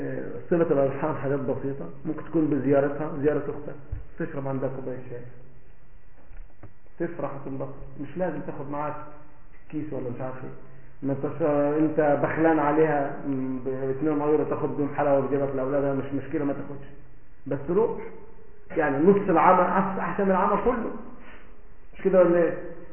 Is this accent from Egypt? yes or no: yes; Egypt; من الاردن انا من مصر